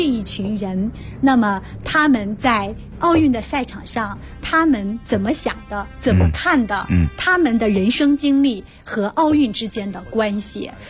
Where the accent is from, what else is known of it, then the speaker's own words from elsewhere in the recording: China; 那么展现了我们中国人对世界的看法哈。